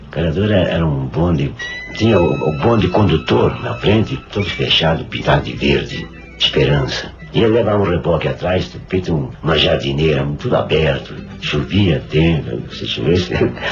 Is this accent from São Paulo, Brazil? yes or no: yes; São Paulo, Brazil; born there; de antigamente bairro Santa Ifigênia. Hoje é centro, né? Atravessava a ponte, era o bairro Santa Ifigênia. Hoje, atravessa a ponte, é cidade mesmo, né? São Paulo cresceu